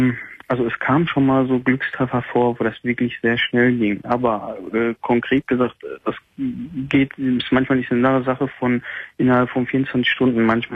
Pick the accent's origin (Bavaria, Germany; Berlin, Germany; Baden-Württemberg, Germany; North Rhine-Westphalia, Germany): North Rhine-Westphalia, Germany; Gelsenkirchen; Und ich komme ja aus Kreis Gelsenkirchen, die Ecke